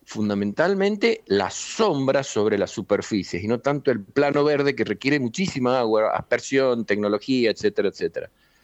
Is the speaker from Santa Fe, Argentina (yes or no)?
no; San Juan, Argentina; La Rioja, Catamarca, Salta, Jujuy, nosotros, San Juan, etcétera, hasta Neuquén, y más abajo también, somos andinos